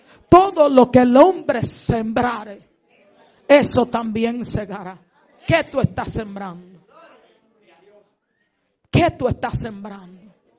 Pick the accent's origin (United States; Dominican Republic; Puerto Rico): Dominican Republic; Madre Vieja, San Cristóbal; en una actividad en mi pueblo, en el cruce de Madre Vieja